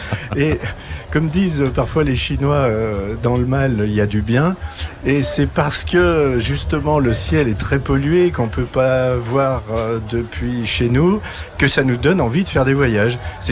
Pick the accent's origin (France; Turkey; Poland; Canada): France; Lyon, Auvergne-Rhône-Alpes; Alors oui, surtout que je viens moi de Lyon.